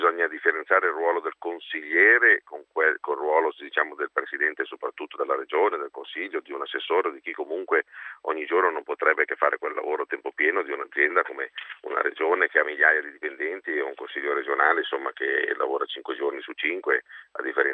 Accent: Piedmont, Italy; Ma guardi, in Piemonte siamo piemontesi

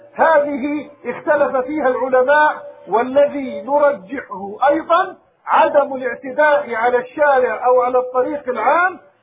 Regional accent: Palestine; اللهم ردنا إلى بلادنا فلسطين، اللهم ردنا إلى دورنا في بلادنا فلسطين،

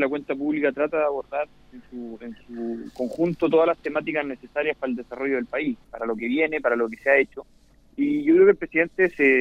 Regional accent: Chile; las temáticas más necesarias que estamos viviendo hoy día como chilenos

